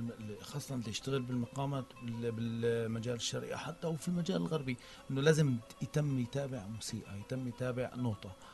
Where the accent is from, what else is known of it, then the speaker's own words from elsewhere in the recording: Aleppo, Aleppo Governorate, Syria; نحن عندنا بحلب تلبيسات، حفلات شعبية، أعراس